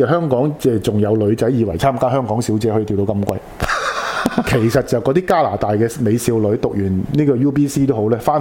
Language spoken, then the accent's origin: Cantonese; Guangdong, China; 即係跳我哋廣東人叫跳老舞啦